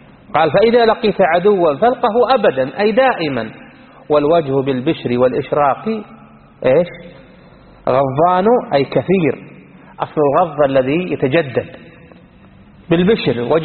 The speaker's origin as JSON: {"language": "Arabic", "country": "Iraq", "said": "يسمونه السودانيين عندنا بالعراق"}